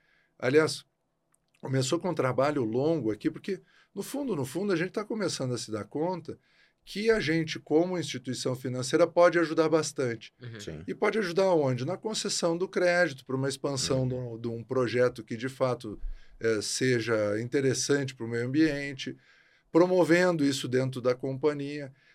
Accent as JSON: {"language": "Portuguese", "town": "Porto Alegre", "region": "Rio Grande do Sul", "country": "Brazil", "tie": "born or raised there", "said": "E natural de Porto Alegre."}